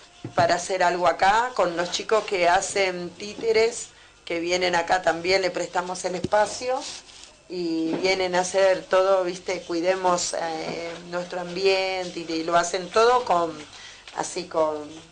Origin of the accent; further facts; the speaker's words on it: Córdoba, Argentina; born there; Y yo no nací acá, porque nací en Córdoba. Pero mi mamá me trajo a los 2 meses.